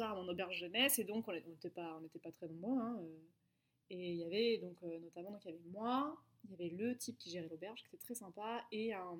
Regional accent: France; ah non mais moi je suis française.

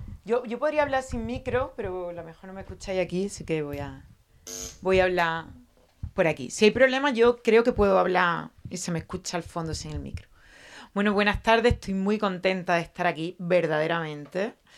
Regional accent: Seville, Andalusia, Spain; bueno, ya me han presentado, soy abogada, vengo de Sevilla, he nacido y vivido en Sevilla, no tengo proyecto migratorio, solo de Triana a la Macarena.

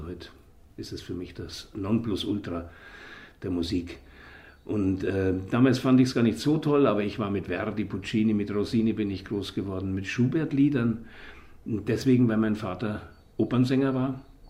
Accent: Munich, Bavaria, Germany; Ja, München ist natürlich meine Heimat gewesen, meine örtliche Heimat.

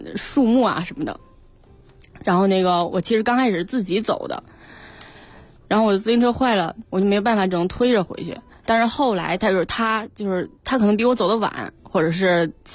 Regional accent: Northeast China, China; 因为我们家是东北的，

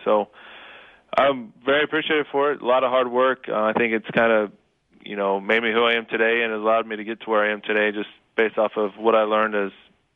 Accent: Kansas, United States; Yeah, so I grew up in Kansas on a farm, and it was a lot of hard work.

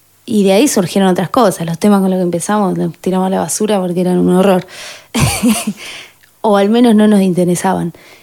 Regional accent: Azul, Buenos Aires Province, Argentina; moved away as an adult; now in La Plata, Argentina; yo soy de Azul, vine después de terminar la escuela, unos años después, dos años más o menos después

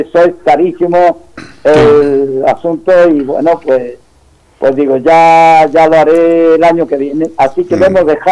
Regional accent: Andújar, Andalusia, Spain; No, soy de Andújar.

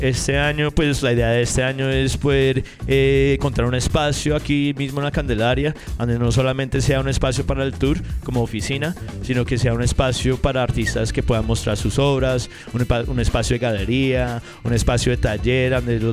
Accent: New York, United States; yo crecí con los breakdancers, crecí viendo el graffiti en Nueva York, en las calles

